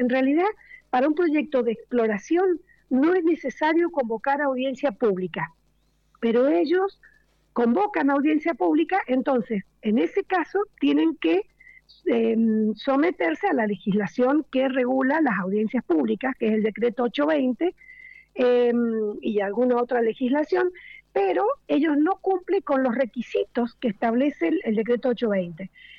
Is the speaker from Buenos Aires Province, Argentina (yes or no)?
no; San Rafael, Mendoza, Argentina; Somos de San Rafael.